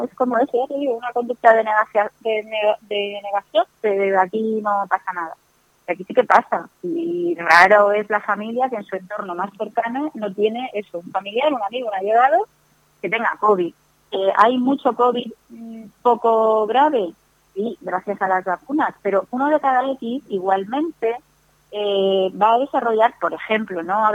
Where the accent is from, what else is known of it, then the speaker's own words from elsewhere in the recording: Spain; todos somos españoles en la Constitución